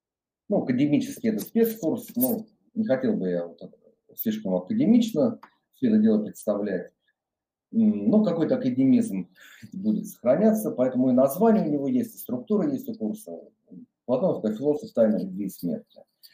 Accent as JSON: {"language": "Russian", "town": "Voronezh", "region": "Voronezh Oblast", "country": "Russia", "tie": "born or raised there", "said": "как я сам родился в Воронеже, долгое время жил в нем. И вот в детстве, вот когда там бегали по каким-то, так сказать, заброшенным депо, паровозы"}